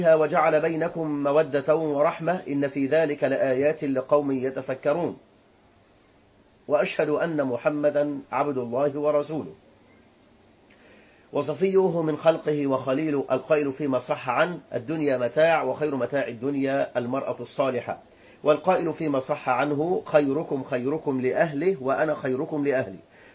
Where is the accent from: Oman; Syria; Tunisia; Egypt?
Egypt; ولذلك صارت عندنا حالات الطلاق في البلاد العربية بالملايين وخاصة في بلدنا مصر.